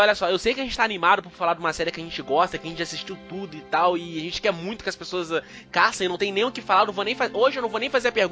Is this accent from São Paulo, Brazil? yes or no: no; Rio de Janeiro, Brazil; Eu não moro no Rio. Calma. Eu sou do estado do Rio. Eu não moro no Rio.